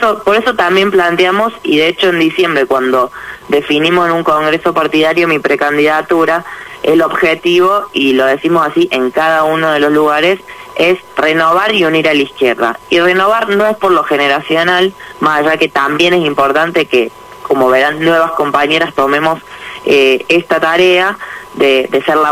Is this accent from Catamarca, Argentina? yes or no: no; Villa Allende, Córdoba, Argentina; born there; now in Buenos Aires, Argentina; ¿Dónde naciste? En Villa Allende.